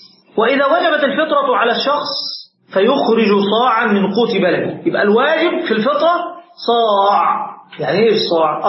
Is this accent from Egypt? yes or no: yes; Egypt; كان عندنا في مصر مثلا عندك أقوات مختلفة